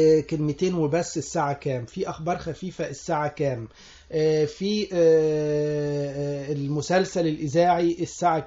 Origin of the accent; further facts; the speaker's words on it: Sohag, Sohag Governorate, Egypt; أنا مولود في سوهاج في الصعيد، وهناك لم يكن في وسائل للترفيه او يعني للمعرفه، كان الراديو هو الرئيسي